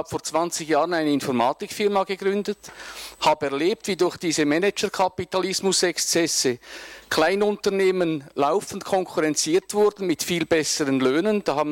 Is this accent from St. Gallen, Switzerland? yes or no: no; Sursee, Lucerne, Switzerland; ich stamme aus Sursee.